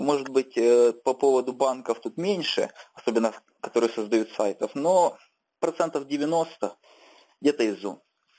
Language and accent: Russian; Kyiv, Ukraine; А, я с Киева.